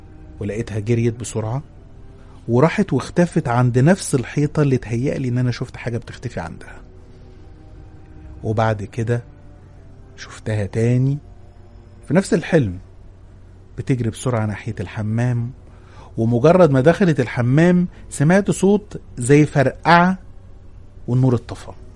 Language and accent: Arabic; Upper Egypt, Egypt; انا من الصعيد، واللي من الصعيد هيعرف كويس ويفهم كلامي.